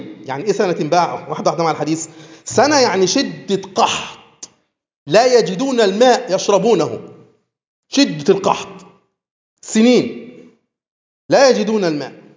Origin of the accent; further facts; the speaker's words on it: Egypt; مشكلتنا ان احنا مصريين متعصبين لوطنيتنا قوي،